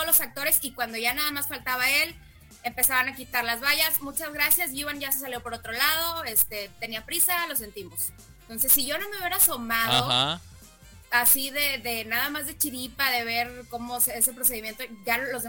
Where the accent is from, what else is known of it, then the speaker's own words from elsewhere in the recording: Mexico; vengo de México a verte, soy tu fan número uno